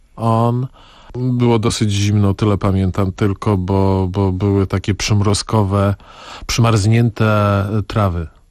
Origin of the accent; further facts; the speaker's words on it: Podlaskie Voivodeship, Poland; No ja jestem z Podlasia, a ta tkliwość jest szczególna